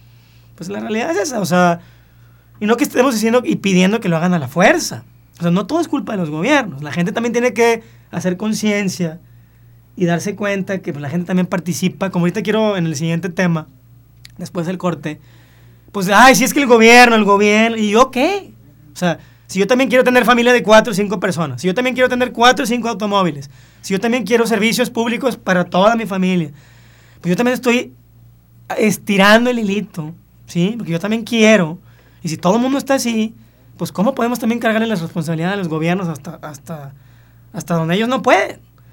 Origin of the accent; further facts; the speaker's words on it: Mexico; Si yo soy mexicano